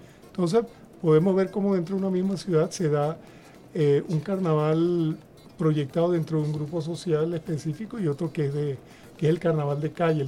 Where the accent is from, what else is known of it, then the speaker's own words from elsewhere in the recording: Caracas, Capital District, Venezuela; born there; De familia oriental. Nací en Caracas, pero soy de familia oriental.